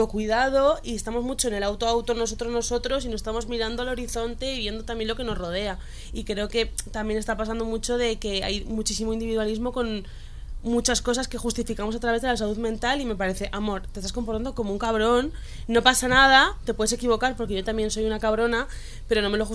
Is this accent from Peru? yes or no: no; Basque Country, Spain; soy muy vasca y soy muy hater